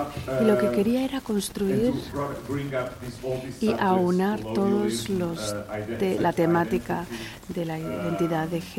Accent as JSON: {"language": "Spanish", "country": "Portugal", "second_language": "Spanish", "said": "algo que no se había visto en Portugal, en el cine antes, a lo mejor en la cinematografía sí, pero en mi país no."}